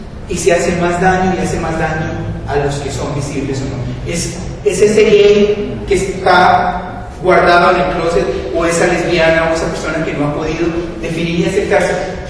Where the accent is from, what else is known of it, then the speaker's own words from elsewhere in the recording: Colombia; en el país mío, en Colombia, digo, en mi país